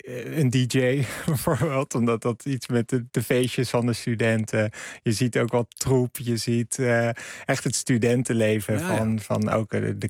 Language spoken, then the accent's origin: Dutch; Amsterdam, North Holland, Netherlands; ik vind Rotterdam persoonlijk als Amsterdammer, die heeft misschien wel de gaafste kunst, vind ik.